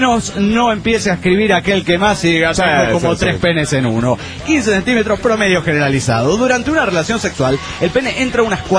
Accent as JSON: {"language": "Spanish", "country": "Colombia", "said": "En fin, como buen colombiano, habla mucha mierda, ¿eh? Porque es mentira que aquí se habla el mejor español del mundo."}